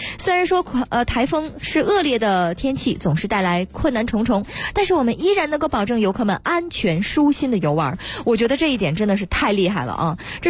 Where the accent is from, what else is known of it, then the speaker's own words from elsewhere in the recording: Heilongjiang, China; 我这个地方我太熟悉了，我的家乡黑龙江